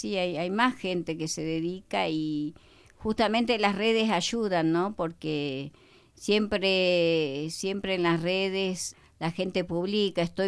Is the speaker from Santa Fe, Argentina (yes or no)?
no; Buenos Aires, Argentina; Somos de Buenos Aires, nacidos allá los chicos, criados y educados en Buenos Aires.